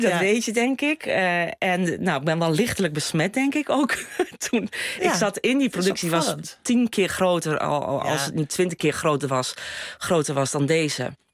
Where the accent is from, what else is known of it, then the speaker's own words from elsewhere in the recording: Haarle, Overijssel, Netherlands; En Salland, dat is waar ik vandaan kom. Dat is Haarle. Ik kom uit Haarle. Ik ben een boerendochter. Ja. En ben dus geboren en getogen in een kleine gemeenschap, zeg maar, in Haarle. Ja. In Salland.